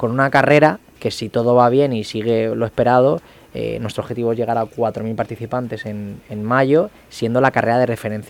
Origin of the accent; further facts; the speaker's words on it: Balearic Islands, Spain; now in Elche, Spain; yo cuando vine aquí a Elche, que vengo de Mallorca, y mi padre nació aquí, he vuelto a las raíces